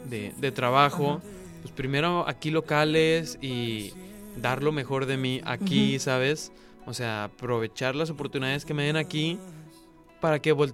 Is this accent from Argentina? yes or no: no; Mexico; Y que cambie todo ese concepto de que, pues, los mexicanos, no sé, somos flojos